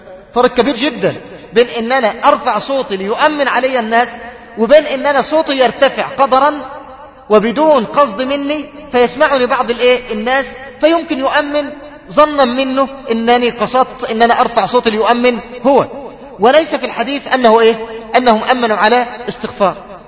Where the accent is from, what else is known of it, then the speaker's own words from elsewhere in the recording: Mansoura, Dakahlia, Egypt; عندنا بالمنصورة